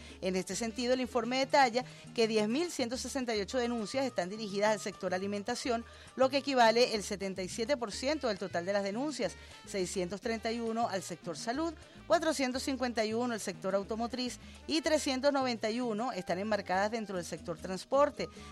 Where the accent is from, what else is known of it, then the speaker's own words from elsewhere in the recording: Caracas, Capital District, Venezuela; yo de corazón, como caraqueña, como venezolana